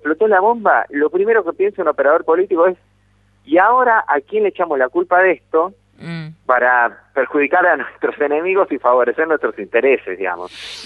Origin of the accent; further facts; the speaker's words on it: Venezuela; porque yo me crié en Venezuela, conozco bien el país, sé de dónde viene, sé lo que era antes también.